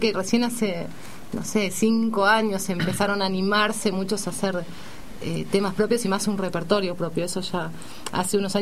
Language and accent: Spanish; Argentina; le gustó el grupo y nos convocó como representantes argentinas para este proyecto